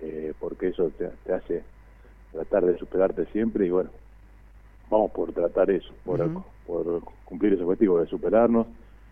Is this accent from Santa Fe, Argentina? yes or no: yes; Rosario, Santa Fe, Argentina; yo vengo de Rosario